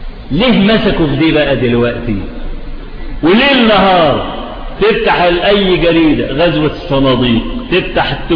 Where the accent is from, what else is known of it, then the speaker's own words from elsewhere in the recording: Egypt; ان الفضائيات عندنا في مصر فتحت تونس